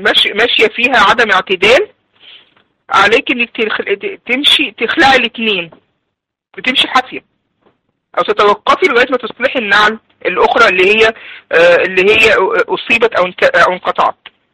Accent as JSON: {"language": "Arabic", "country": "Egypt", "said": "اللي هو عندنا في مصر علينا القورة، بيضرب على القورة بتاعته"}